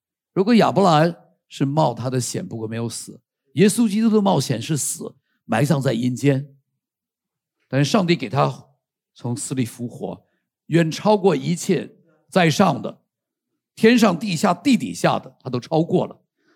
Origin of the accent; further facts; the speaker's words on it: Taiwan; also born or lived in United States; 我在美国的时候我是外国人，然后到这里我突然可以报复他们，他们都是外国人，我们是台湾人。